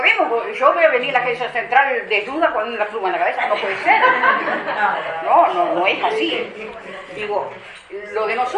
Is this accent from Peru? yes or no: no; Río Negro, Uruguay; Nosotros somos de Río Negro, de Yun.